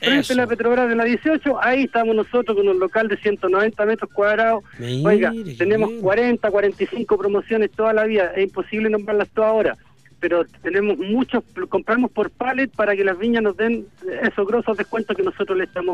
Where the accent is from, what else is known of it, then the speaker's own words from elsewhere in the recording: Talca, Maule, Chile; nosotros no somos de Santiago, no somos de Arica, somos talquinos. Nosotros somos emprendedores talquinos